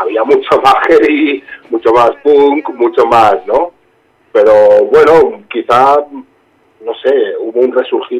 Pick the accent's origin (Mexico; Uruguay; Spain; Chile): Spain; Barcelona, Catalonia; Sí, es un barrio de la periferia, como podría ser de Madrid, Vallecas, por ejemplo.